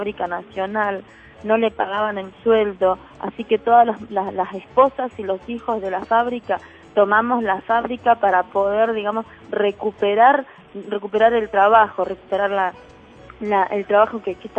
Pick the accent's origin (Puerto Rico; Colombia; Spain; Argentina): Argentina; Cinco Saltos, Río Negro; now in Chos Malal, Argentina; de Chosmalal. En ese año estaba viviendo yo en Cinco Saltos, mi lugar de origen, en el Alto Valle de Río Negro y Neuquén.